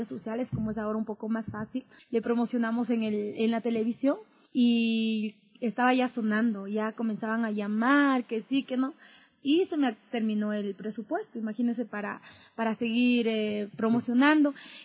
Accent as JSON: {"language": "Spanish", "town": "Ambato", "region": "Tungurahua", "country": "Ecuador", "said": "Yo viví más o menos 14 años en un lugar que se llama Pasa. Yo soy de Ambato."}